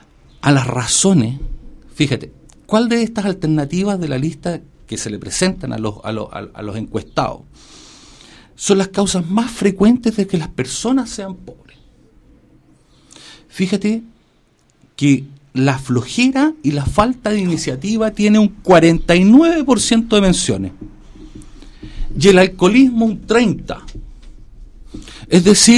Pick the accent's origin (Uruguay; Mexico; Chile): Chile; Nosotros hoy como chilenos creemos en la oportunidad de las personas.